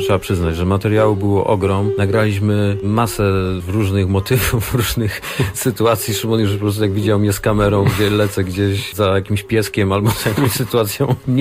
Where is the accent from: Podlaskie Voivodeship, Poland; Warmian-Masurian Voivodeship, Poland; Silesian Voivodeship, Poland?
Silesian Voivodeship, Poland; robiliśmy dużo realizacji u siebie na Śląsku